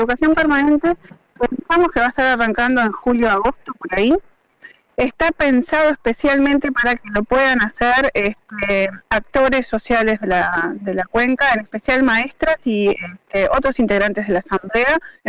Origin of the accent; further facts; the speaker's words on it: Montevideo, Uruguay; now in Parque del Plata, Uruguay; yo hace 15 años que vivo en Parque del Plata, soy montevideana, pero tengo corazón canario